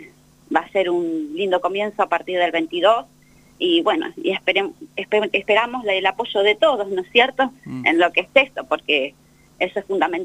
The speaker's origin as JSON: {"language": "Spanish", "town": "Bahía Blanca", "region": "Buenos Aires Province", "country": "Argentina", "lives_now": "Santa Rosa, Argentina", "said": "yo soy de Bahía Blanca, pero bueno, hace años que estoy acá en Santa Rosa"}